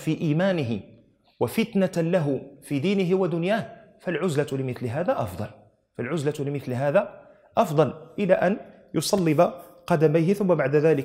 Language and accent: Arabic; Morocco; احنا معلوم عندنا في المغرب يؤتى شخص فتسند إليه مسؤولية صب الشاي